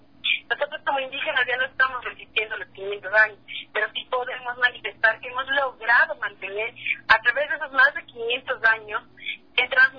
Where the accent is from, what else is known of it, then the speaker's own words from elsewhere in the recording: Peru; yo te hablo desde mi pueblo, el pueblo peruano.